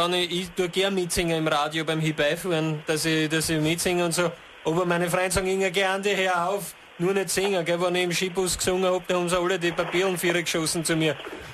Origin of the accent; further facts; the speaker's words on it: Waldzell, Upper Austria, Austria; also born or lived in Ried im Innkreis; Aufgewachsen in Waldzell. Selbstverständlich.